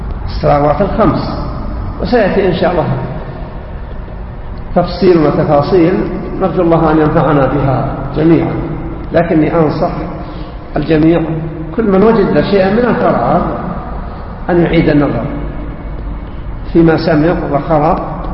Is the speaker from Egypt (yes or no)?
no; Syria; أنا سوري.